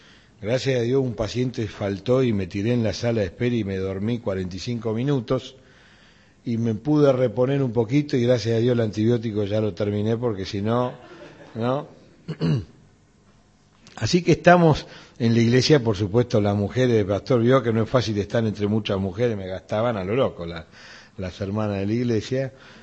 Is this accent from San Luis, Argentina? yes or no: no; Buenos Aires, Argentina; de donde nací y me formé, en Flores.